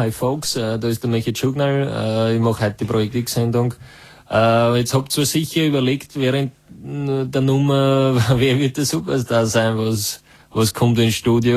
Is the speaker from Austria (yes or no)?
yes; Vorarlberg, Austria; ich komme aus Vorarlberg zum Teil